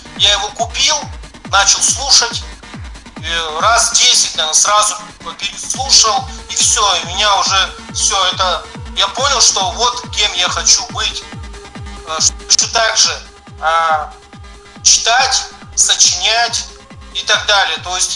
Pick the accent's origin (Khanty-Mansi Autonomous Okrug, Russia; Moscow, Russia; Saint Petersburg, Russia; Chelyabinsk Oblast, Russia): Khanty-Mansi Autonomous Okrug, Russia; Nizhnevartovsk; also born or lived in Zvenigorodka, Ukraine; я родом с Украины, Черкасская область, город Звенигородка. Такой маленький городок. И получается, в 84-м году я с родителями переехал уже в город Нижневартовск. Это ХМАО, Тюменская область. И там всю сознательную жизнь прожил до 2000 года.